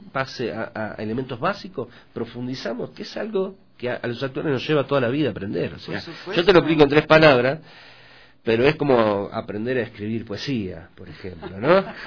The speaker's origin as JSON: {"language": "Spanish", "country": "Argentina", "said": "Yo vengo de Argentina y comemos mucha carne, ¿no?"}